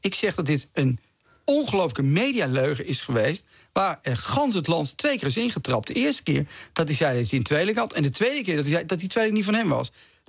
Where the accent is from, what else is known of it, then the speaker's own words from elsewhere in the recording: Zeegse, Drenthe, Netherlands; also born or lived in Utrecht; Ik ben geboren in Utrecht, maar al heel vroeg verhuisd naar een klein plaatsje in Drenthe, Zeegse.